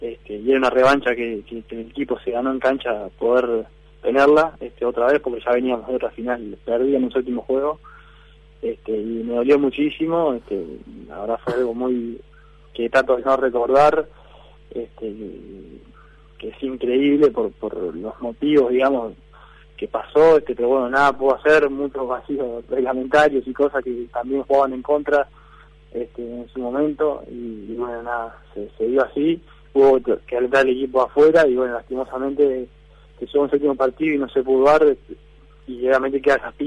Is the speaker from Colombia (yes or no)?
no; Uruguay; yo soy jugador vasco, pero soy uruguayo.